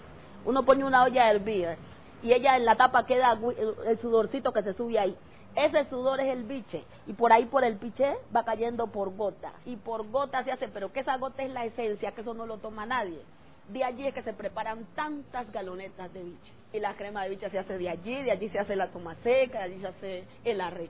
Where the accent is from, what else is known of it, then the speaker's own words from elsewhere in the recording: Timbiquí, Cauca, Colombia; moved away; Soy original de Timbiquí, Cauca. Hace 8 años llegué a vivir aquí